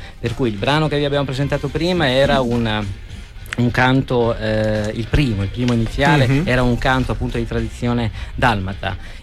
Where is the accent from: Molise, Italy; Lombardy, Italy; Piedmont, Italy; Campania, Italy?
Molise, Italy; Portocannone; born there; in Molise negli anni 50, precisamente a Porto Cannone, il paese che mi è tanto caro perché ci sono nato